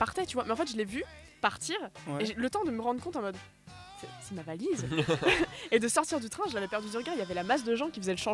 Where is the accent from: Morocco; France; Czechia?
Czechia; Effectivement, mon pays d'origine. C'est un petit pays qui n'est plus accroché à la Slovaquie